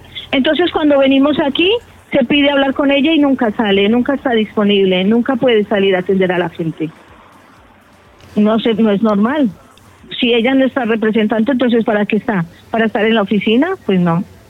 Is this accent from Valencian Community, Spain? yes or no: yes; Benicarló, Valencian Community, Spain; Yo vengo de un pueblo de la Comunidad Valenciana que se llama Benicarló.